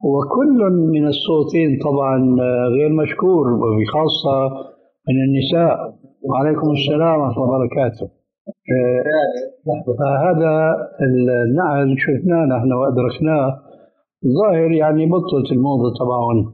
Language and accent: Arabic; Syria; كانت الى عهد قريب عندنا في سوريا للرجال